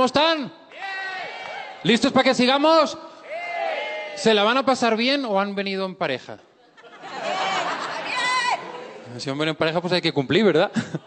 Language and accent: Spanish; Spain; No, soy español, vengo de España y me presento.